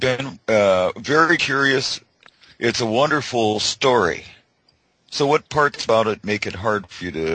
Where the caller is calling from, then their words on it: British Columbia, Canada; I'm in British Columbia, Canada.